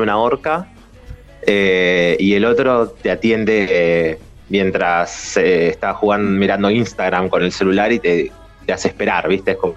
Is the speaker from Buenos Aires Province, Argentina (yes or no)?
yes; Quilmes, Buenos Aires Province, Argentina; Y todo con chicos de acá, todos con chicos de Quilmes, somos todos de Quilmes